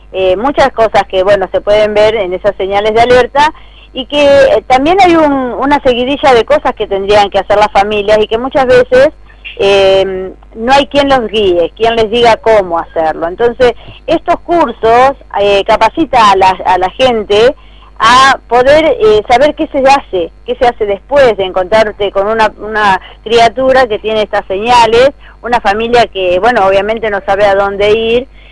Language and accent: Spanish; Cañuelas, Buenos Aires Province, Argentina; lo hacemos para Cañuelas, somos gente de Cañuelas